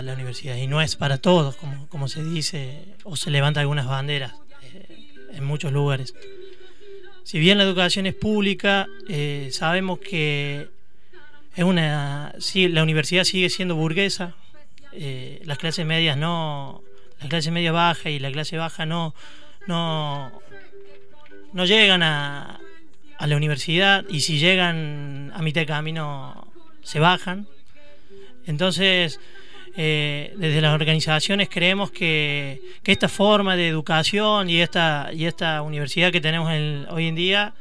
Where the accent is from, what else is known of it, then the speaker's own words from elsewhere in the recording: Oncativo, Córdoba, Argentina; vengo de Oncativo, te corrijo